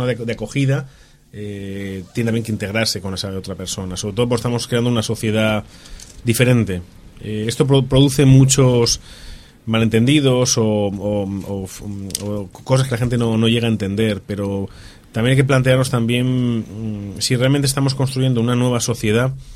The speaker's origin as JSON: {"language": "Spanish", "country": "Spain", "said": "tú y yo somos españoles"}